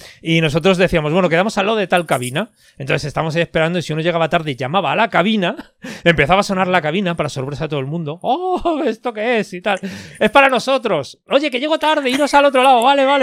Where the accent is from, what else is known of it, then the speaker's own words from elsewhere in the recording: Madrid, Community of Madrid, Spain; yo soy de Madrid.